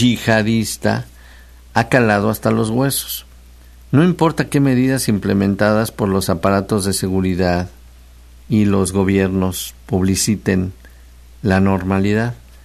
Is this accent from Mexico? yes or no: yes; Mexico; para fortalecer pues esta idea de los símbolos patrios y nuestros lazos como mexicanos